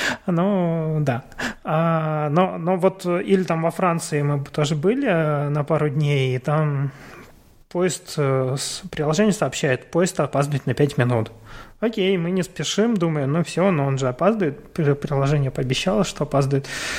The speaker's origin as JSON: {"language": "Russian", "country": "Ukraine", "said": "Ну, не все знали, что я из Украины"}